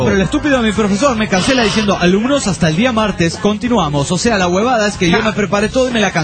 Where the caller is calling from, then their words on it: Puno, Peru; de Puno, Perú.